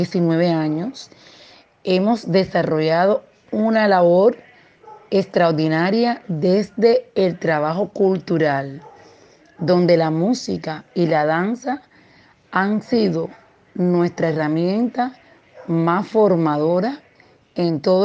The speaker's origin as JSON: {"language": "Spanish", "country": "Cuba", "said": "soy de Cuba"}